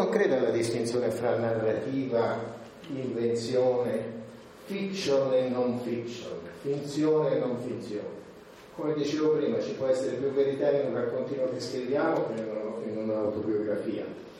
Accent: Lucca, Tuscany, Italy; born there; io sono nato a Lucca

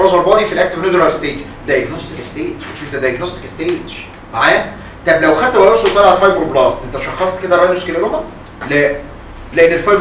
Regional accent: Egypt; انتوا عارفين ان اللي بيقولوا علينا كده كمصريين

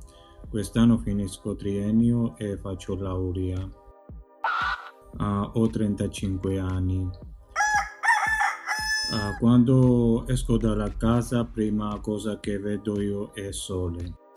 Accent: Georgia; Italian is a second language; Quando mi chiedono di dove sei, rispondo: sono georgiano. Parlo due lingue, georgiano e italiano.

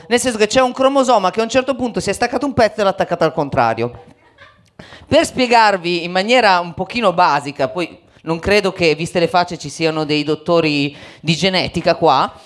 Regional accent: Faenza, Emilia-Romagna, Italy; born there; io non sono nato a Milano, ma sono nato a Faenza.

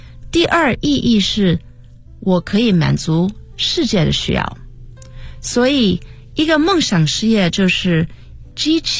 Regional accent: United States; 我在美国长大，我是一个中国小姑娘，我今年48岁，所以我自己是1969年在美国出生

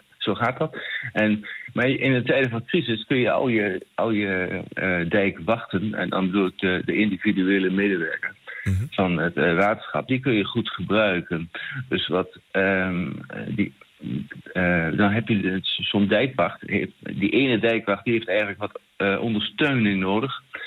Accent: Kampen, Overijssel, Netherlands; Ik kom zelf dan uit Kampen

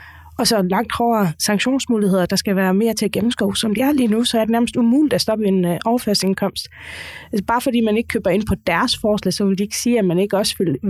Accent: Faroe Islands; nu kommer jeg fra Færøen, der er ledigheden altid lavere

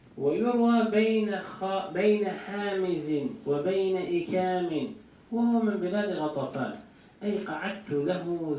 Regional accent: Turkey; Arabic is a second language; يعني نحن في تركيا نستعمل هذا الطحين

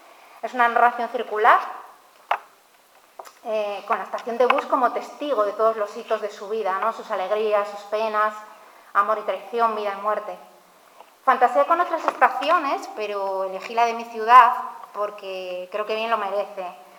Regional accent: Ribadesella, Asturias, Spain; a Ribadesella, mi pueblo adoptivo de cría, esos retornos en bus

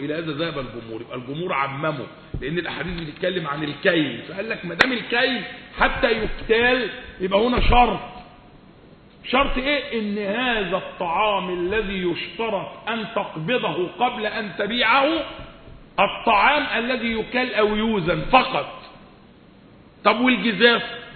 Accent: Egypt; يعني اللغة العامية عندنا في مصر معبرة قوي عن الواقع الجديد

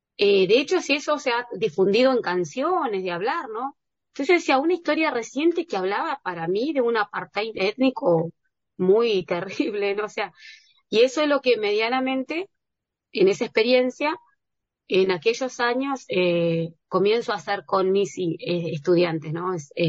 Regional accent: Valcheta, Río Negro, Argentina; Y a mí me pasa que mi familia, toda mi familia está en Valcheta. Valcheta es mi tierra, mi lugar, porque mi familia es de la meseta Somuncurá.

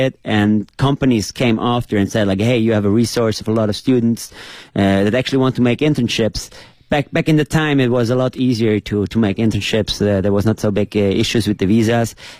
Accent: Switzerland; English is a second language; moved away as an adult; now in China; I come from Switzerland. I came to China already like 5 years ago.

